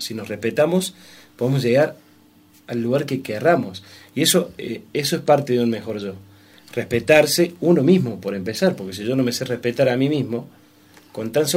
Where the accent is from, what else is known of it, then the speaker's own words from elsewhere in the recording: Anfunes, Córdoba, Argentina; born there; De Anfunes.